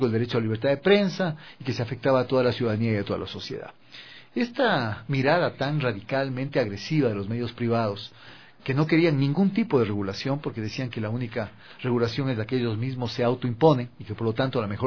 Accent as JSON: {"language": "Spanish", "country": "Ecuador", "said": "como ecuatorianos que somos, en la diversidad."}